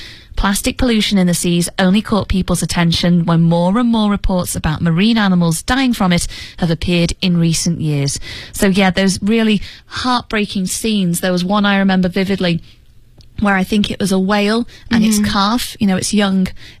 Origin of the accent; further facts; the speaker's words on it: United Kingdom; Now, I'm obviously British